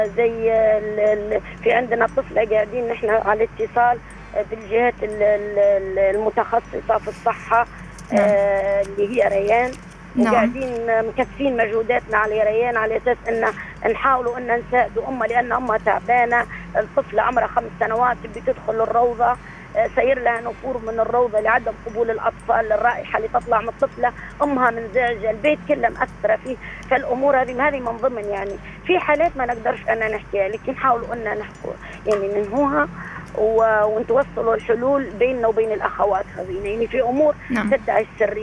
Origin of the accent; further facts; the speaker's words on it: Libya; هذا موجود عندنا في ليبيا